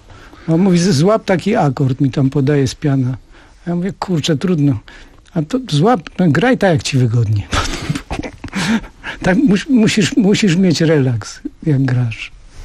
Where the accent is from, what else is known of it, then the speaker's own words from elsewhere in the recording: Bielsko-Biała, Silesian Voivodeship, Poland; Moje strony i tam tak jak się spotykaliśmy, to sobie chodziliśmy tam w tłumie razem.